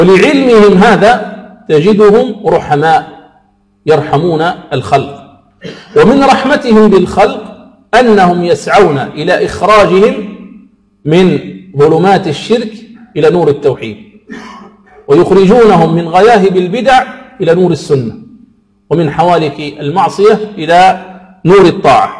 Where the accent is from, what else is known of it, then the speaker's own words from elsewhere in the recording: Algeria; موجهة للدعاة في بلدنا الجزائر